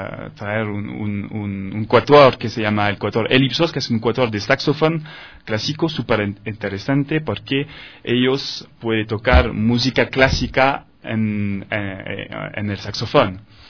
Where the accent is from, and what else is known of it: France; Spanish is a second language; now in Ecuador